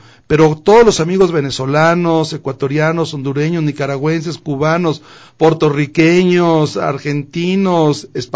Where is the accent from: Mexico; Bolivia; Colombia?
Mexico; es única en mi país, en México.